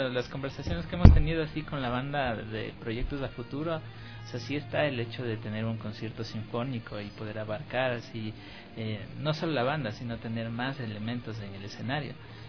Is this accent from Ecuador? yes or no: yes; Quito, Pichincha, Ecuador; also born or lived in Cayambe; En Cayambe, bueno, pero toda la vida ya la hice prácticamente aquí en Quito. Sí, entonces ahí están los orígenes.